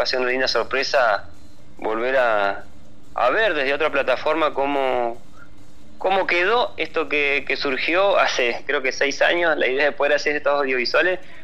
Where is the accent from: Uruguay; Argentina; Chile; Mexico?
Argentina; Patagonia; Yo soy patagónico, así que me resonó encontrarme con esta letra.